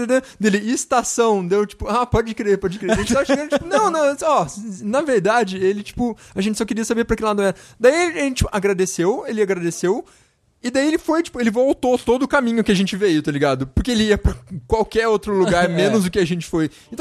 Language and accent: Portuguese; Brazil; Ah, a gente é do Brasil.